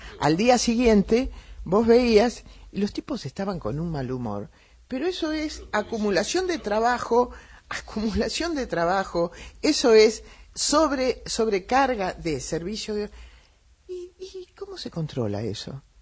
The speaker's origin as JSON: {"language": "Spanish", "country": "Argentina", "said": "lo que yo quería contarle es un tema que tiene que ver con nosotros los argentinos"}